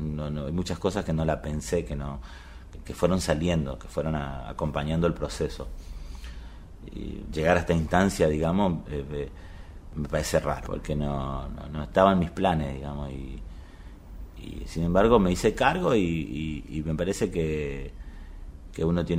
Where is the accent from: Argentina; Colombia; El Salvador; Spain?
Argentina; soy argentino, tengo 42 años